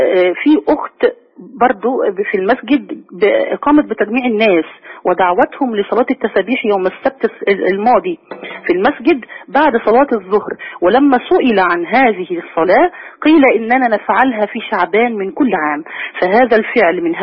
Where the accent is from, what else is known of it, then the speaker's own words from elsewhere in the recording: Alexandria, Alexandria Governorate, Egypt; أخي إحنا من اسكندرية